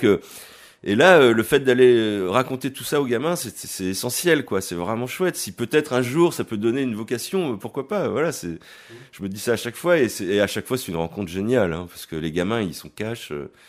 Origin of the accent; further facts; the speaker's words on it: Issoudun, Centre-Val de Loire, France; nous on vient d'Issoudun dans le Berry, on peut faire de la musique